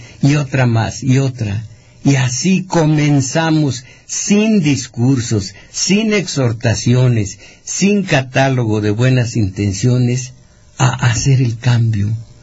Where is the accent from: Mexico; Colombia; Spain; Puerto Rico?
Mexico; Todos somos mexicanos, todos somos iguales.